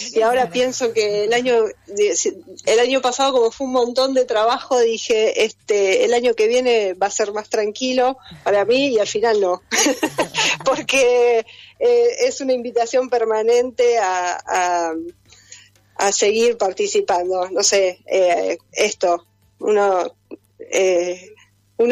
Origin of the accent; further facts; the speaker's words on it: San Miguel, Buenos Aires Province, Argentina; Yo soy de San Miguel.